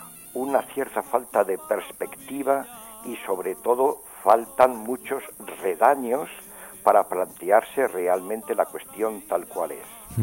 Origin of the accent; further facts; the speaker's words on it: Aragon, Spain; porque yo soy aquí muy aragonés, llamo mucho a mi tierra